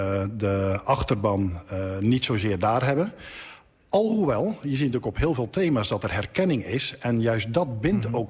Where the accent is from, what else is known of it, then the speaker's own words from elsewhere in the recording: Zeeland, Netherlands; En het mooie is dat wij wat dat betreft als Zeeuwen dat ook op een hele goede manier met elkaar doen.